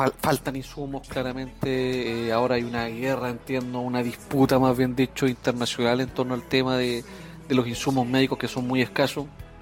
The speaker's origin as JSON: {"language": "Spanish", "country": "Chile", "said": "soy de Chile"}